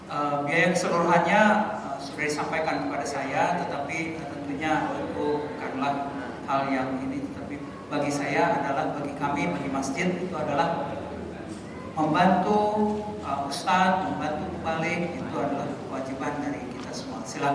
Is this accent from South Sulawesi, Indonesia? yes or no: no; Padang, West Sumatra, Indonesia; Sesudah Idul Fitri ke Padang. Itu kampung halaman saya.